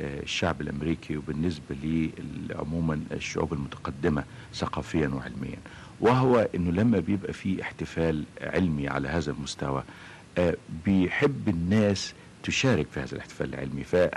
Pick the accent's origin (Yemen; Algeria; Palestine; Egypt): Egypt; مش لان انا بقى مصري وانا كعالم بحاول افصل الحقيقة بين وجودي كمصري وتفكيري كعلمي